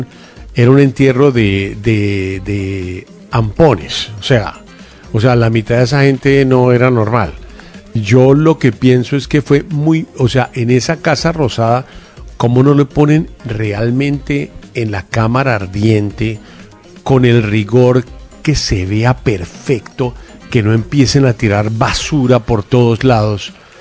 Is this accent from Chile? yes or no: no; Colombia; no somos imagen. Colombia, no somos Argentina.